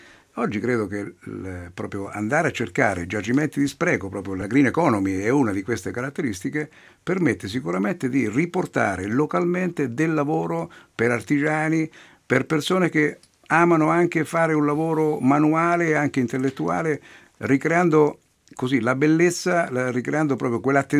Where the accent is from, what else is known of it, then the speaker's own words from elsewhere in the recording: Marche, Italy; siamo dei buoni osservatori come marchigiani